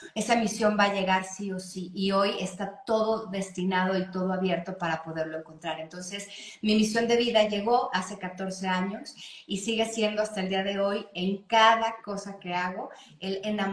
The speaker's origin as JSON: {"language": "Spanish", "country": "Mexico", "said": "como decimos aquí en mi país, en México"}